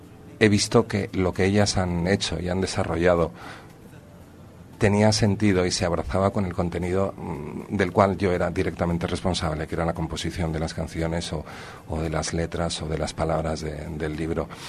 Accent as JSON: {"language": "Spanish", "town": "Madrid", "region": "Community of Madrid", "country": "Spain", "tie": "born or raised there", "moved": "as an adult", "lives_now": "San Sebastián, Spain", "said": "esté en Donosti desde los 18 años, que fue cuando abandoné entre comillas la presencia día a día en mi ciudad natal."}